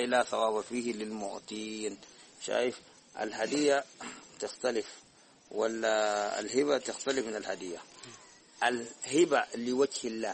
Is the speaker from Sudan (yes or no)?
yes; Sudan; دي أحسن تبايع موجود عندنا في السودان